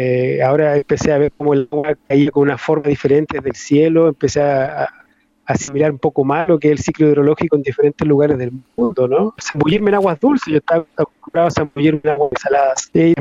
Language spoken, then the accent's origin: Spanish; northern Chile, Chile; Sí, una zona desértico-costera, exactamente, donde yo las abejas la conocí recién a los 9 años.